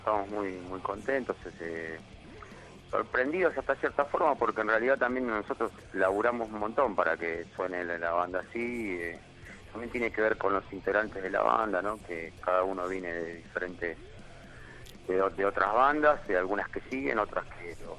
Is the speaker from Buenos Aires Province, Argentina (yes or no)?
no; Guanguelén, La Pampa, Argentina; born there; Nosotros ya vivíamos acá en Capital, y mi papá la llevó a mi mamá para tener familia allá, así que los dos somos de Guanguelén.